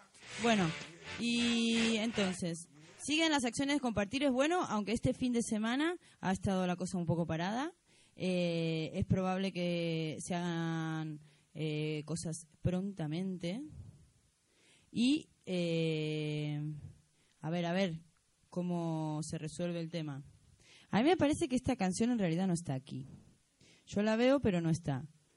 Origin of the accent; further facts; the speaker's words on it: Argentina; Bueno, yo soy argentina, yo estoy acostumbrada a que la gente me quiera sangrar